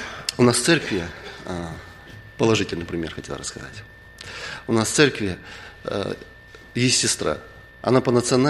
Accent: Blagoveshchensk, Amur Oblast, Russia; Там с церкви, откуда я приехал, с Дальнего Востока, в Благовещенске, там никогда не было глухонемых.

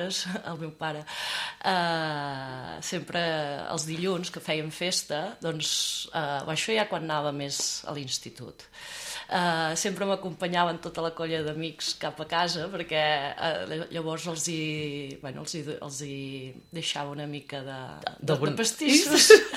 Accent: Salt, Catalonia, Spain; jo sóc de Salt de tota la vida, de la pastisseria de Can Font, del barri vell, del carrer Llarg, i sí, bueno, anava a les Domíniques de Salt, que era ben a prop de casa.

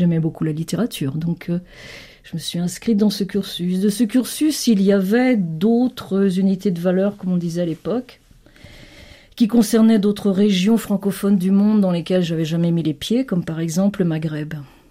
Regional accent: Senegal; also born or lived in Côte d'Ivoire; j'ai grandi en Afrique de l'Ouest, où je suis arrivée en 1960, donc à l'aube des indépendances, avec mes parents, bien entendu. Et j'ai grandi d'abord au Sénégal, puis en Côte d'Ivoire. J'étais à l'école publique. Et donc, j'ai appris à lire et à écrire au Sénégal.

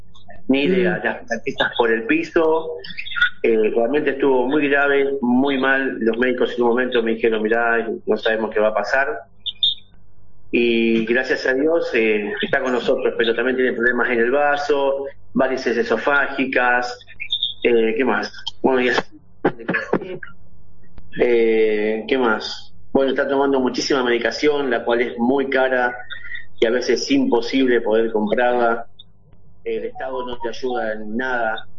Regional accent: Boulogne, Buenos Aires Province, Argentina; Vanessa es mi esposa. Realmente ya está pasando un momento muy delicado. Nosotros somos de Buenos Aires, Argentina, más específicamente de Boulogne.

